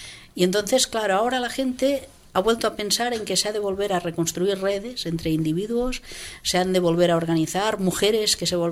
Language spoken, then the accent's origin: Spanish; Catalonia, Spain; Yo soy del Baix Llobregat. O sea, que si aquí buscamos pedigrí, yo soy del barrio de … O sea, que de San Ildefonso.